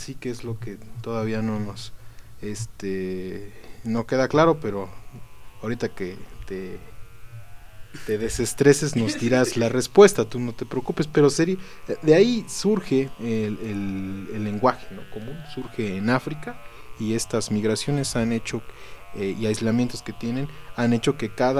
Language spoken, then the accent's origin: Spanish; Puebla, Mexico; incluso a nivel nacional y por regiones tenemos diferentes acentos. O sea, si ahorita nos vamos a Tlaxcala o a Veracruz, luego se dan cuenta de que somos poblanos, ¿no? O de tal zona.